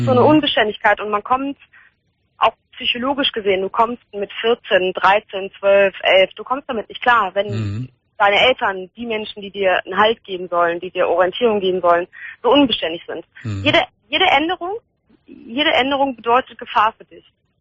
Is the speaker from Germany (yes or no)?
yes; Hahn, Germany; born there; Ich bin in Hahn geboren